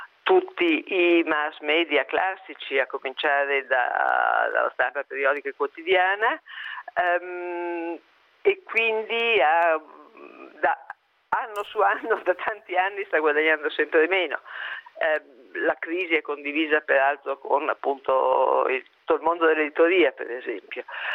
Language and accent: Italian; Milan, Lombardy, Italy; Ma da milanese che viaggia molto